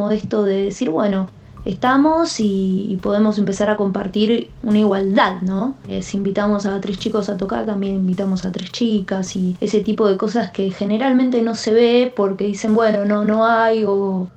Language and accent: Spanish; Argentina; Soy de Argentina, actualmente estoy viviendo en la Patagonia.